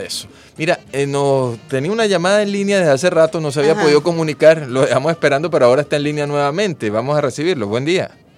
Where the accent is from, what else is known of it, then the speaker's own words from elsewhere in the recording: Venezuela; el orgullo de ser venezolano.